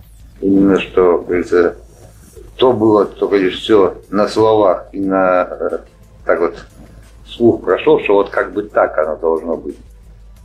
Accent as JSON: {"language": "Russian", "region": "Moscow", "country": "Russia", "also_born_or_lived": "Istra", "said": "Я, в принципе, москвич. Родился в Истре."}